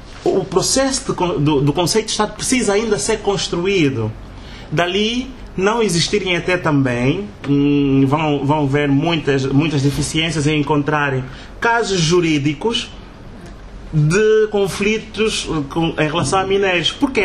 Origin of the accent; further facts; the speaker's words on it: Angola; Porque ainda não tomamos consciência que isso são questões de Estado e que nos tocam a todos nós como angolanos.